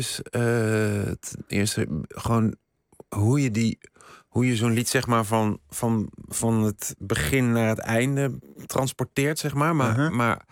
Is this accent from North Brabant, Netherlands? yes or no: yes; Eindhoven, North Brabant, Netherlands; Ik kwam uit Eindhoven, dus daar had je nog een hoop.